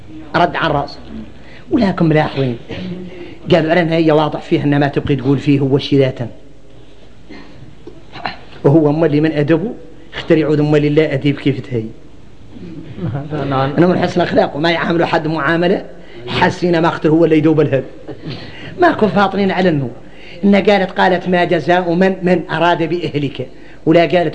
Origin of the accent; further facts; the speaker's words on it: Mauritania; احنا موريتاني غريبين